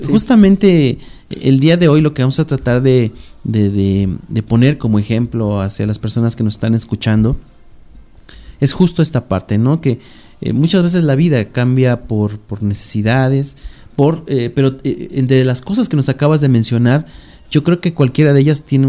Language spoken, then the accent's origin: Spanish; Mexico City, Mexico; yo me confieso que soy chilango y mucho me hubiera gustado haber nacido en provincia